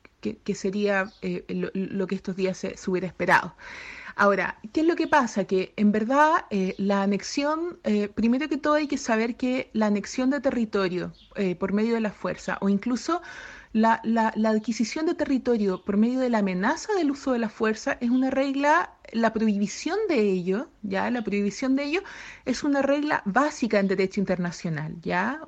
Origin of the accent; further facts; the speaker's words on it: Chile; now in Edinburgh, United Kingdom; soy abogada chilena y actualmente me encuentro en la ciudad de Edimburgo, en Escocia, haciendo mi doctorado en Derecho acá en la Universidad de Edimburgo.